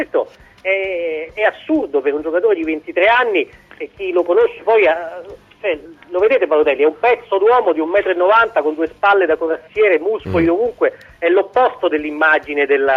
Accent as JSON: {"language": "Italian", "town": "Rome", "region": "Lazio", "country": "Italy", "said": "Esatto, sì, sono romano anch'io, però insomma."}